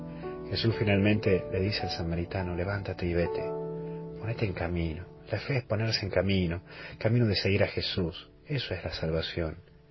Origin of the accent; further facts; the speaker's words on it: Tucumán, Argentina; así que hoy me he infiltrado, lamentablemente, como buen tucumano